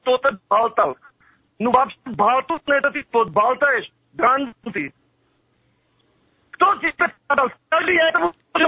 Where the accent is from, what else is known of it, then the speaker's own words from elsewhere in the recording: Armenia; Russian is a second language; Я армянин, я крестьянин.